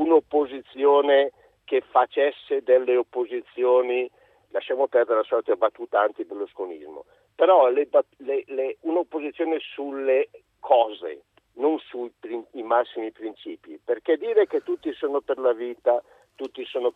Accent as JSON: {"language": "Italian", "town": "Arcore", "region": "Lombardy", "country": "Italy", "also_born_or_lived": "Monza", "said": "Io sono di Arcore, sono nato a Monza"}